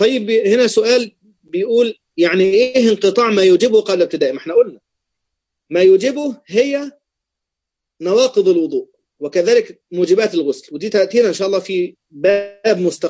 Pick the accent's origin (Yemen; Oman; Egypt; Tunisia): Egypt; أصلا أنا مصري بقى فيعني إيه بيغلبني موضوع المصريين